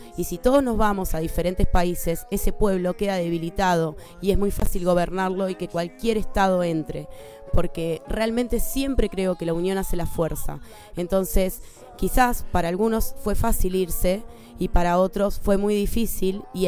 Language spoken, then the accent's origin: Spanish; Argentina; simplemente soy una argentina viéndolos de afuera